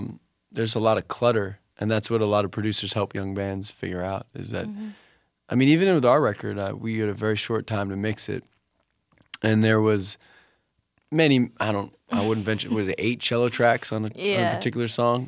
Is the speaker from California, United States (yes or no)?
no; New Jersey, United States; like we grew up in New Jersey, so … things like that.